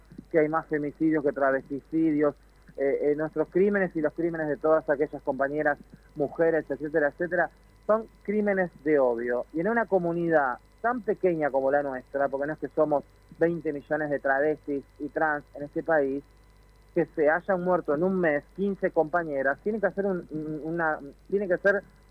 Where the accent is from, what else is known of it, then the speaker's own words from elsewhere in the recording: La Matanza, Buenos Aires Province, Argentina; Yo soy matancera, yo soy de La Matanza.